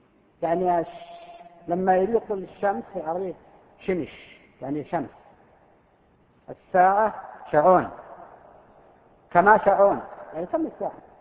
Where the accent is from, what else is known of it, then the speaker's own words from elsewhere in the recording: Al-Qassim, Saudi Arabia; حرف مستعمل عندنا في القصيم